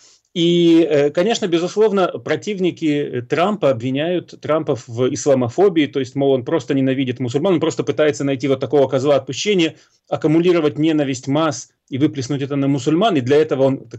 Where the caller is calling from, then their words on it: Israel; насколько я могу судить из Израиля, наблюдая за тем, что происходит в США